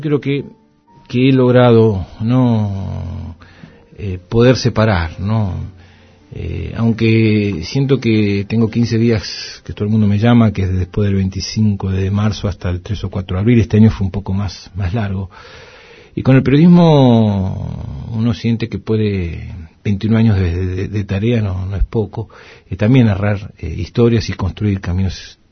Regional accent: Haedo, Buenos Aires Province, Argentina; born there; Nací en Aedo, partido de Morón, en la provincia de Buenos Aires.

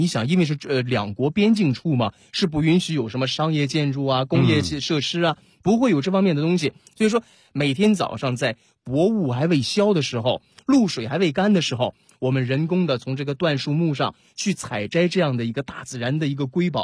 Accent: Northeast China, China; 这都是咱们东北人可以说家家必备的。

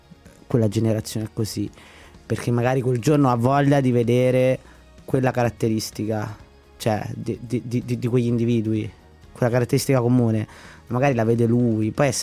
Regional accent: Latina, Lazio, Italy; Io sono di Latina innanzitutto, la scuola di Latina.

